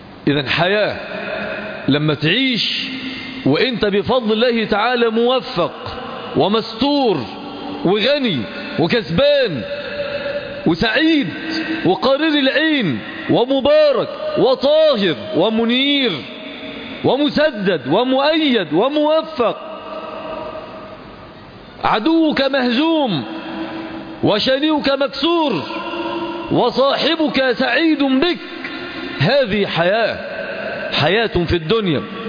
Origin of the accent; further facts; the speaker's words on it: Egypt; نحن في بلدنا مصر، ما الذي نحتاج؟